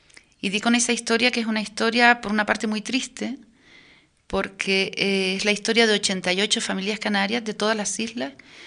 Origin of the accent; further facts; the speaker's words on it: Western Sahara; Mi infancia en el Sahara, además, me ha dado las claves para entender las relaciones entre canarios y saharauis.